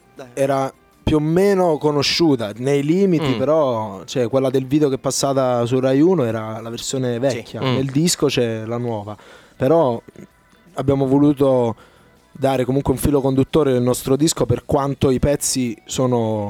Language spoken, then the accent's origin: Italian; Capri, Campania, Italy; now in Rome, Italy; Sono nato e cresciuto a Capri e mi sono trasferito a Roma 4 anni fa.